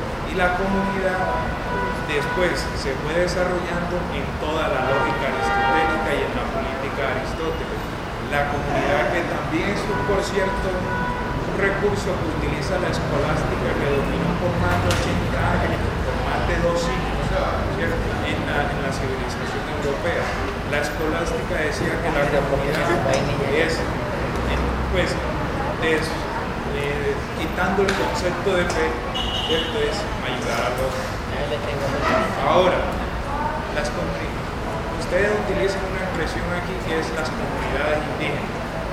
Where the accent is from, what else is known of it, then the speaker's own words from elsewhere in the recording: Colombia; Y no es que yo me sienta español, porque en realidad no soy español, yo no nací en la nación española, yo soy colombiano.